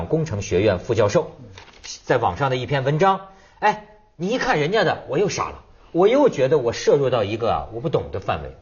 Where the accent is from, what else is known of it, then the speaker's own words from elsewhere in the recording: China; 我们中国人民呢、陷入了一个就是困境